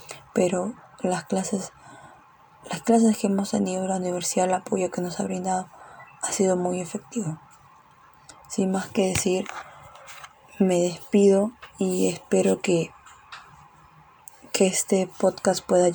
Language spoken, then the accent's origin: Spanish; Peru; aprendamos que tenemos que cambiar como peruanos, como sociedad y como seres humanos.